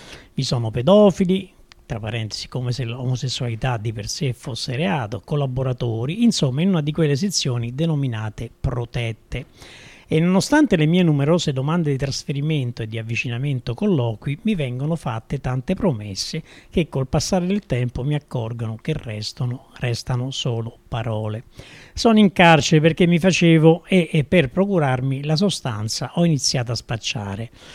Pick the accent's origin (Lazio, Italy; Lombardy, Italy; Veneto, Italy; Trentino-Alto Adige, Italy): Lazio, Italy; Anzio; born there; appunto, sono nata ad Anzio, in provincia di Roma